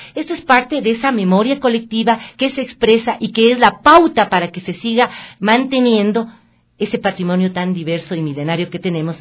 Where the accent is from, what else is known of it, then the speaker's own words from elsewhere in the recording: Ecuador; a defender lo que como ecuatorianos somos